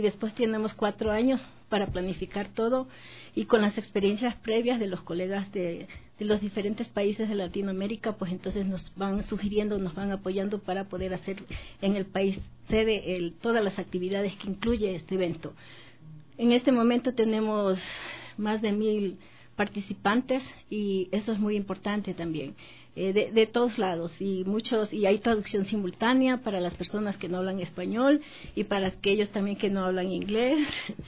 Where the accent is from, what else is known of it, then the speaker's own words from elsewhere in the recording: Ecuador; con gran orgullo lo digo, como toda ecuatoriana que soy